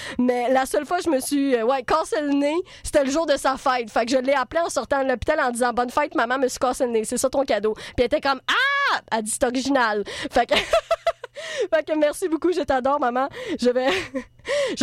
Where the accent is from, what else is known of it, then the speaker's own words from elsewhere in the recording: Trois-Rivières, Quebec, Canada; now in Montreal, Canada; Pour ceux qui pensent que l'accent, je viens de Trois-Rivières, mais pas tout le monde parle de même.